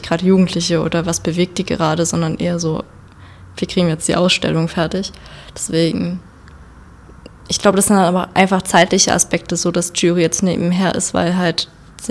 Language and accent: German; Zwickau, Saxony, Germany; now in Dresden, Germany; Ich lebe jetzt zwar in Dresden, komme aber aus Zwickau. Und trotzdem würde ich noch sagen, dass Zwickau meine Heimat ist